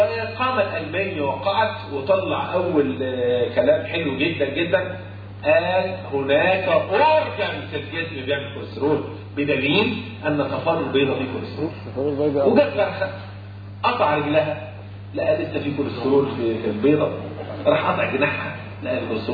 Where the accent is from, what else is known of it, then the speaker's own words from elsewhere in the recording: Egypt; انت اكلك وطريقه اكلنا كمصريين